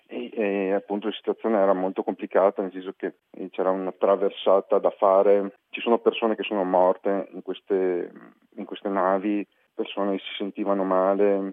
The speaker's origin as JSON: {"language": "Italian", "region": "Veneto", "country": "Italy", "tie": "born there", "said": "io sono nato in Italia, per la precisione in provincia di Treviso."}